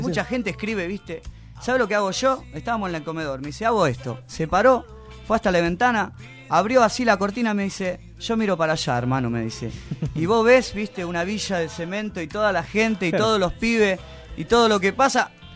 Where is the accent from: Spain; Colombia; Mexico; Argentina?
Argentina; Rosario, Santa Fe; es feo cuando te dicen, ¿vos sos, de dónde sos? De Rosario. Santa Fe, no. De Rosario te dije.